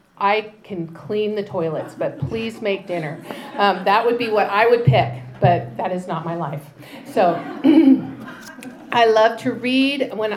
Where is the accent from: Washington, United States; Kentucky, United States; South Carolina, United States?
Washington, United States; Spokane; I am from Spokane. I grew up there my whole life.